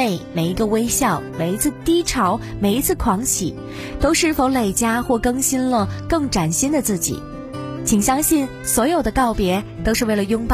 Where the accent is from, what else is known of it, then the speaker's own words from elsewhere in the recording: China; 一提到春节，在我们中国人的传统意识当中